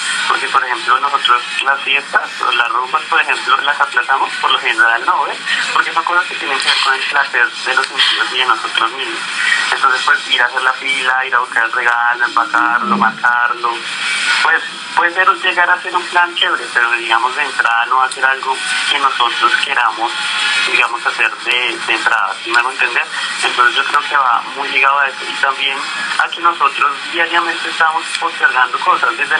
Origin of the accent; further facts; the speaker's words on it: Colombia; Somos latinos, somos colombianos